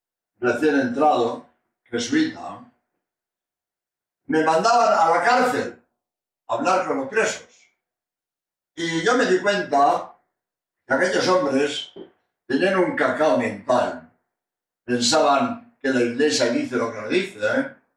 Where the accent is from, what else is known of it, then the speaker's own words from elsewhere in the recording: Spain; español y autor de este libro.